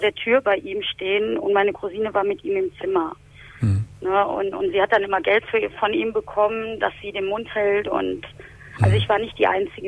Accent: Essen, North Rhine-Westphalia, Germany; Also ich komme ja aus Essen

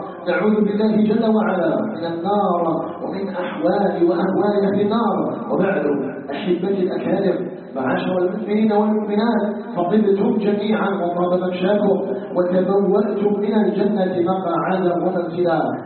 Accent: Algeria; عموما وفي بلدنا الجزائر بصفة خاصة

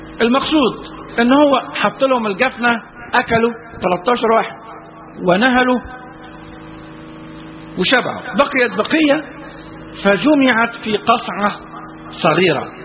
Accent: Egypt; احنا عندنا في مصر المثل البلدي يقول لك

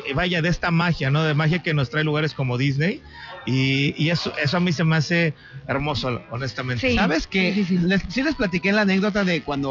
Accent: Mexico; Como mexicano que creció viviendo la tradición de Día de los Muertos

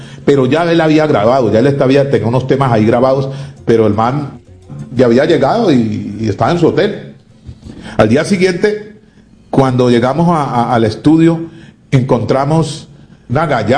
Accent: Cali, Valle del Cauca, Colombia; Como caleño, pues ese era el arrebato mío.

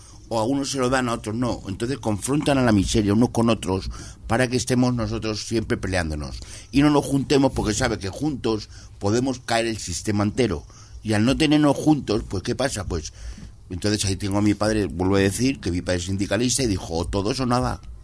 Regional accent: Móstoles, Community of Madrid, Spain; yo que soy de Móstoles

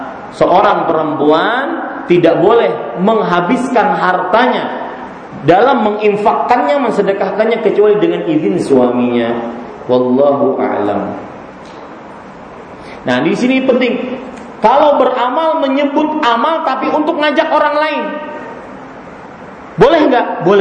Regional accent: Banjarmasin, South Kalimantan, Indonesia; hati-hati kalau ke Banjarmasin, ke kota saya, Pak

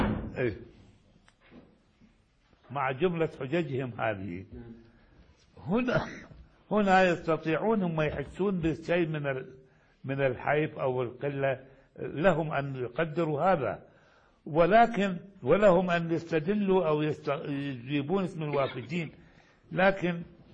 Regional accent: Iraq; حتى كان عندنا في العراق أساتذة يأتون

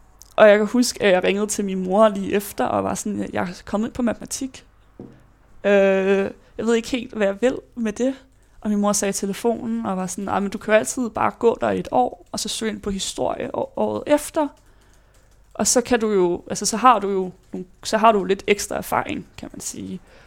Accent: Ballerup, Capital Region of Denmark, Denmark; also born or lived in Johannesburg, South Africa; jeg var født i Johannesburg, Sydafrika, hvor jeg boede der i 3 år, indtil at mine forældre og søster og jeg flyttede tilbage til Danmark, hvor vi så boede i Ballerup, hvor jeg så har boet det meste af mit liv til efter gymnasiet

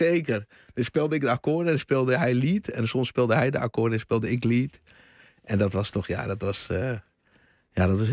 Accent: Houten, Utrecht, Netherlands; in Houten, waar ik opgegroeid ben. Later ben ik naar de Bijlmer verhuisd

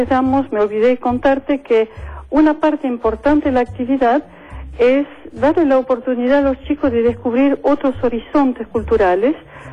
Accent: France; Spanish is a second language; now in Argentina; Yo soy francesa.

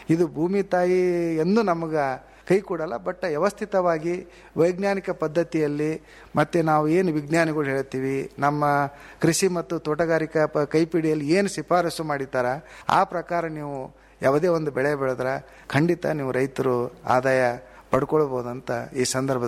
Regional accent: Bidar, Karnataka, India; ಈ ವರ್ಷ ನೋಡ್ರಿ, ಈಗ ನಮ್ಮ ಬೀದರ್ ಜಿಲ್ಲೆಯಲ

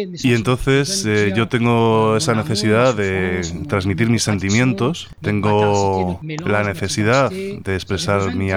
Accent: Réunion; Yo soy de La Reunión, de la Isla de La Reunión, donde se toca el maloya.

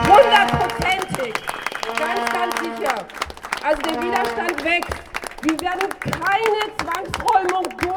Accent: Berlin, Germany; ich bin auch eine Gewerbeinhaberin hier in Oranienstraße und auch gebürtige Kreuzbergerin. Ich bin tatsächlich auch seit fast 5 Jahrzehnten hier

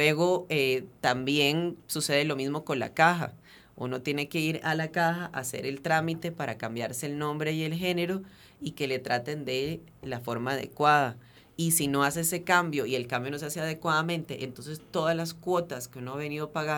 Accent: Venezuela; now in Costa Rica; yo soy venezolano, soy extranjero, tengo 5 años de vivir en Costa Rica

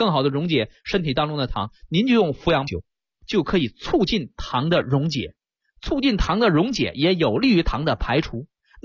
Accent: China; 我们中国人像我小的时候拌糖水，我用筷子，是不是一个道理？

